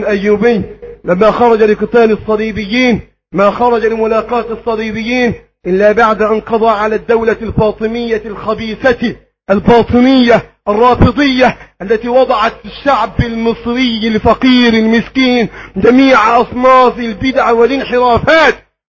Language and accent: Arabic; Egypt; اللهم احفظ بلدنا مصر وسائر بلاد